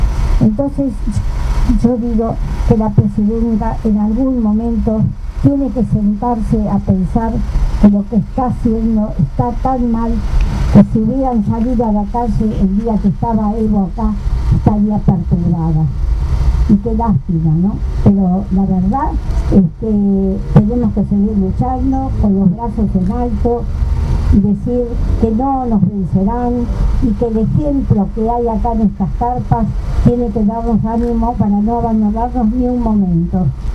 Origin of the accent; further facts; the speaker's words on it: Argentina; A mí me duele como argentina, como ciudadana, como madre. Como madre de una familia, abuela, bisabuela